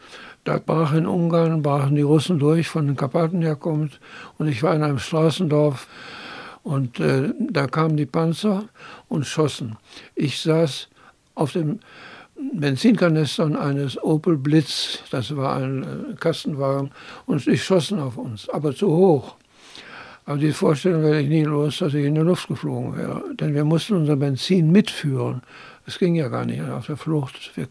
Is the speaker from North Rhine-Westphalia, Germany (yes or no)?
yes; Münster, North Rhine-Westphalia, Germany; Also ich bin im Kreuzviertel der Stadt Münster aufgewachsen, bin geboren am 19. September 1925.